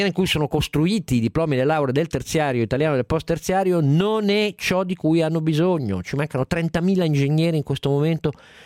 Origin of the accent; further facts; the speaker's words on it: Turin, Piedmont, Italy; Io sono torinese, il Punta Mess fa parte della mia tradizione